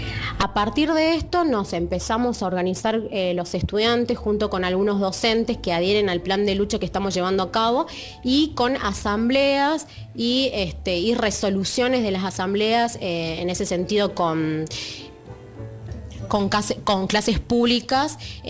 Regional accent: Catamarca, Argentina; soy de Catamarca y estudio en el ISAC, en el Instituto de Arte y Comunicación.

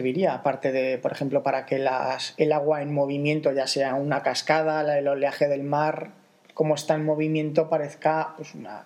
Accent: Zaragoza, Aragon, Spain; porque nosotros somos de Zaragoza

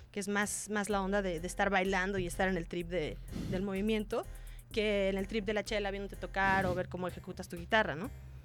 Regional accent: Mexico; Yo crecí aquí en México

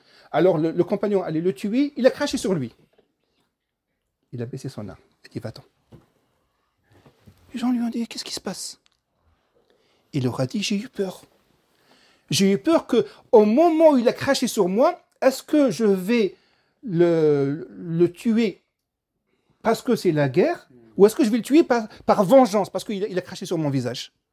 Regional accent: Algeria; moi je connais l'Algérie, je suis algérien, je connais l'Algérie.

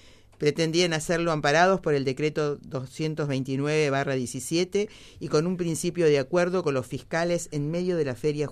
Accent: Argentina; a los cuales nosotros como argentinos no estábamos tan acostumbrados a vivirlo

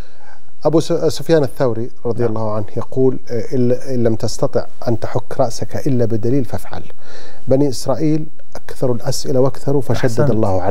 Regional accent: Najd, Saudi Arabia; عندنا في نجد وفي السعودية يقولون اجعل بينك وبين النار مطوع

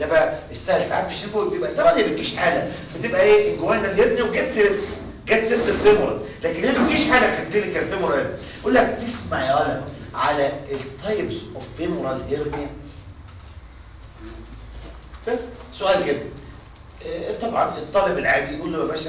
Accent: Egypt; احنا كمصريين والله ما بهزر معاكم

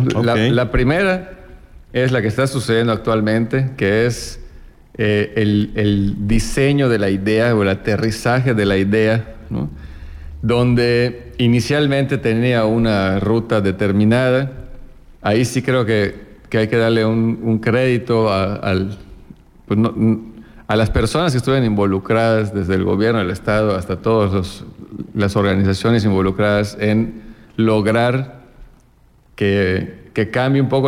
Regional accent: Yucatán, Mexico; yo creo que es donde debemos de buscar aprovechar como empresarios yucatecos.

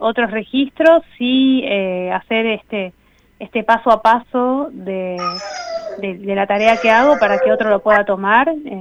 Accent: Buenos Aires, Argentina; Yo nací en Cava y vivo en Cava. Si bien voy y vengo por nuestra provincia y de Argentina, me quedé acá

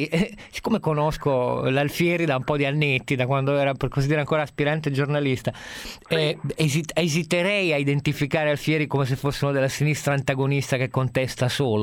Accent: Turin, Piedmont, Italy; sono di Torino.

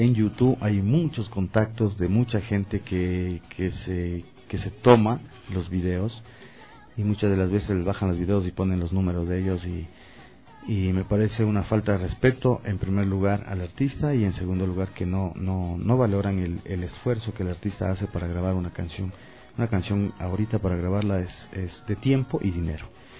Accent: Ecuador; son detalles que a uno como artista ecuatoriano de verdad le levantan la moral

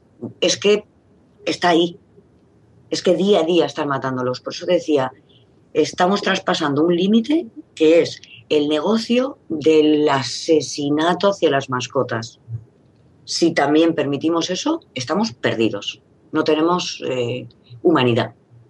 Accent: Spain; Perdona, somos muchos españoles que estamos en contra de los toros.

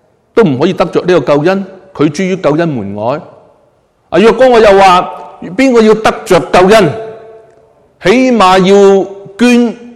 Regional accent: China; 呢就系我哋中国人咧，以前就系咁样样噶啦

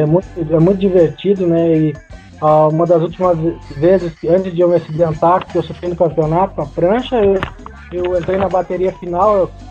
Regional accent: Porto Alegre, Rio Grande do Sul, Brazil; eu sou de Porto Alegre aqui.

